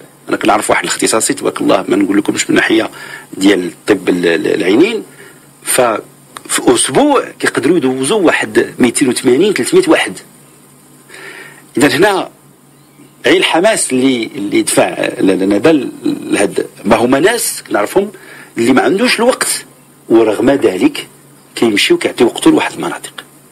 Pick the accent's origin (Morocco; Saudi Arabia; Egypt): Morocco; اللي عندنا في المغرب